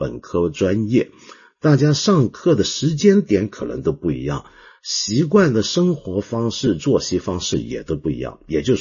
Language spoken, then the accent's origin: Chinese; Hong Kong; 我们香港人广东人叫六嘎床啊